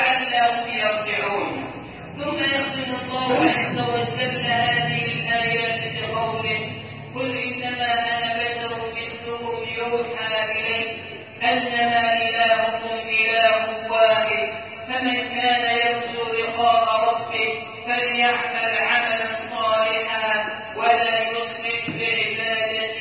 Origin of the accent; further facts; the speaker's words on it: Egypt; أن تجعل بلدنا مصر أمنا أمانا سخاء رخاء